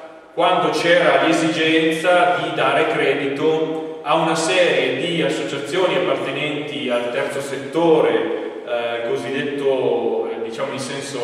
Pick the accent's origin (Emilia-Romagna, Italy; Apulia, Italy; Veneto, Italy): Veneto, Italy; Verona; now in Como, Italy; sono originario di Verona, quindi anche questo è uno dei motivi per cui mi sono perso a Caldorago